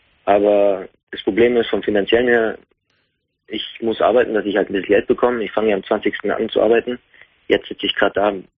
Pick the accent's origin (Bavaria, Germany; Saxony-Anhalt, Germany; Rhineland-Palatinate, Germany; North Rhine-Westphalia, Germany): Bavaria, Germany; Munich; ich bin gebürtiger Münchner und Regensburg ist 150 Kilometer entfernt